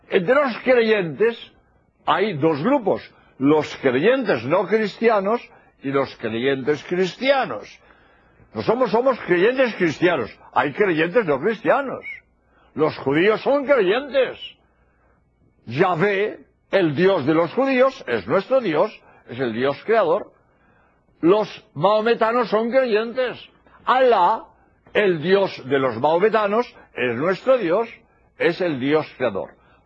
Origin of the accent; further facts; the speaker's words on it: Spain; soy jesuita español y he venido a Birmingham a grabar estos espacios